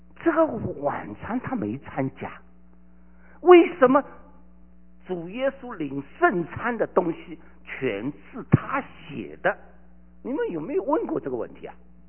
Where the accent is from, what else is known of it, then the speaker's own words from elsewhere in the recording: China; 我以前我从大陆来的